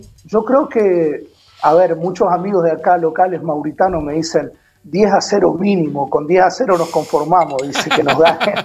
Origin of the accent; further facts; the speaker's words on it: Mendoza, Argentina; moved away as an adult; Ella es de Rosario, yo soy de Mendoza